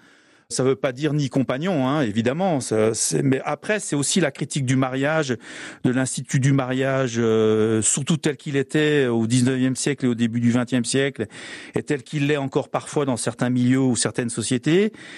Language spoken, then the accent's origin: French; Spain; accent: Catalan or Spanish; French is a second language; avec mon accent catalan ou espagnol très important.